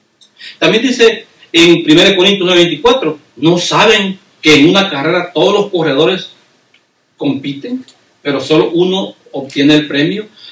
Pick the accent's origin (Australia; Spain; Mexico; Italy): Mexico; now in United States; Hermanos, ¿se recuerdan cuando nos venimos de México? ¿Verdad? Todos los que somos mexicanos. Nos venimos por diferentes puertas, hermanos. Entramos por Tijuana